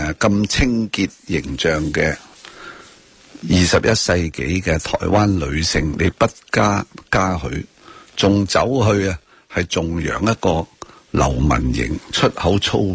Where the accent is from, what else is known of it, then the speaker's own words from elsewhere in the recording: Hong Kong; 我哋香港人嚟讲，你睇你又高雄发大财，因为你好羡慕香港。